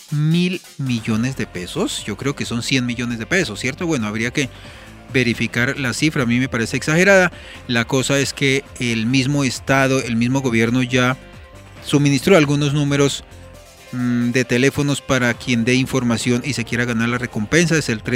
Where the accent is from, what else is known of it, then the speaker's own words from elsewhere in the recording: Colombia; como colegas, como periodistas, como colombianos